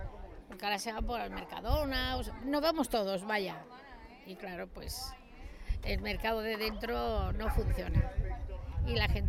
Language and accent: Spanish; Córdoba, Andalusia, Spain; porque estaban tocando flamenco y como yo soy de Córdoba